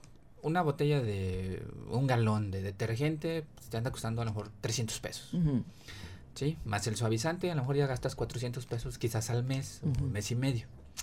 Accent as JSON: {"language": "Spanish", "town": "Ciudad Mante", "region": "Tamaulipas", "country": "Mexico", "said": "Yo soy de Ciudad Mante, Tamaulipas, se da otra variedad de semillas"}